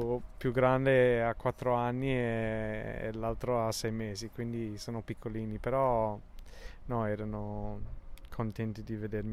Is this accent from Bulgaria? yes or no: no; England, United Kingdom; Italian is a second language; avendo la moglie italiana e io inglese